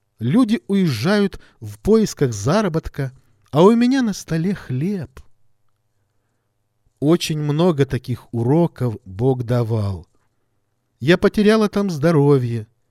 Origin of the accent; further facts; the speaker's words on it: Dushanbe, Tajikistan; мне пришлось оставить труд, который я совершала в моем родном городе Душанбе.